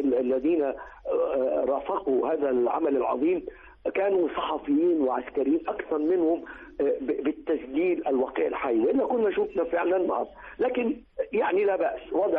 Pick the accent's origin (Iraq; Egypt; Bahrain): Egypt; وده اللي كنت أنا كمواطن مصري وسينمائي أتوقعه